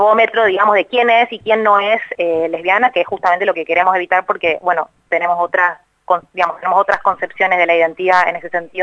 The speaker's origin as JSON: {"language": "Spanish", "region": "Buenos Aires", "country": "Argentina", "said": "soy de Capital"}